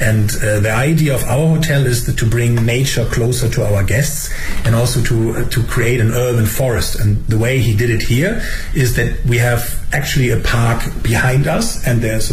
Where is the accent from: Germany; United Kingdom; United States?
Germany; I mean, I'm from Germany.